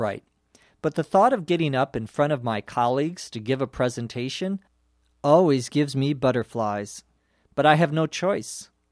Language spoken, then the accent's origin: English; Los Angeles, California, United States; from Los Angeles.